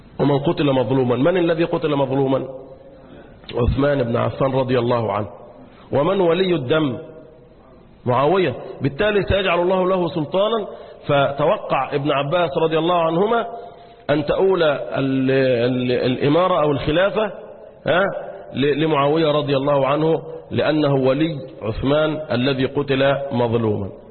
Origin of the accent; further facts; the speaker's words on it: Egypt; والآن يجف الماء عندنا في مصر